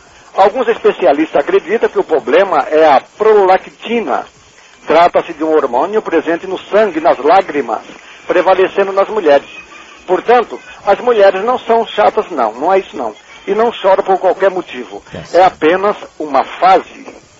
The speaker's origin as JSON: {"language": "Portuguese", "country": "Brazil", "said": "E agora torcer para eles, né, na Libertadores, porque somos brasileiros e temos mais é que torcer a favor."}